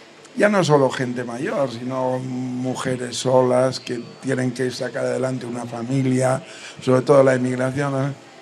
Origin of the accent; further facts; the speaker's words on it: Galicia, Spain; Soy gallego, pero resido aquí desde hace unos años.